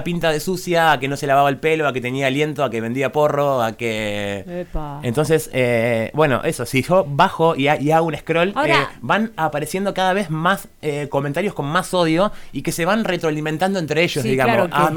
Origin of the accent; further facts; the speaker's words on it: San Marcos Sierras, Córdoba, Argentina; como somos de San Marcos Sierras